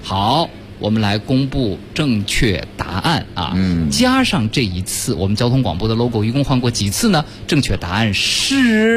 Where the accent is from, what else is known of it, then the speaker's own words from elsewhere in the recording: Beijing, China; 这还真不是咱们北京人特别爱用的说出租车的方法。